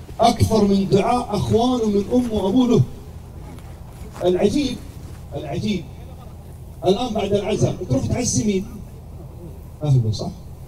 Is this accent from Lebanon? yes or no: no; Jeddah, Makkah Province, Saudi Arabia; سووا له مصلى متنقل عندنا في جدة